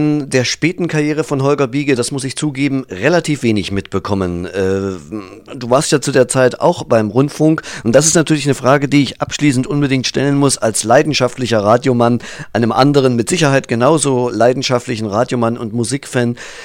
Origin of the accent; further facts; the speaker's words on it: Thuringia, Germany; Ich komme aus Thüringen, also dort war Westradio im Überfluss vorhanden